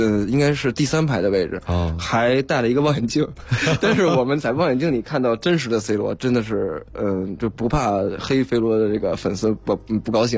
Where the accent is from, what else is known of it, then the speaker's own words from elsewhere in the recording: Ma'anshan, Anhui, China; 我跟你说我们老家马鞍山都有奥林匹克中心